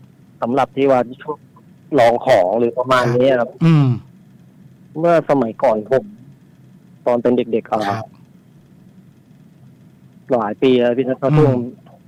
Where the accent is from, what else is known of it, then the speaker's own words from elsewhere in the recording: Kamphaeng Phet, Thailand; บ้านเกิดผมอยู่กำแพงเพชร